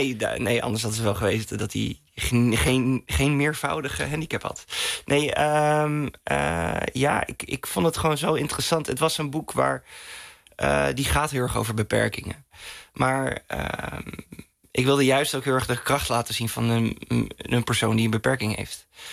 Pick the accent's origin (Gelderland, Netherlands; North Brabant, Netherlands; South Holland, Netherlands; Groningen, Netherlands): Groningen, Netherlands; Veendam; En ja, in Veendam, waar ik opgroeide, ja, er was toch weinig ruimte om een beetje buiten de pas te lopen.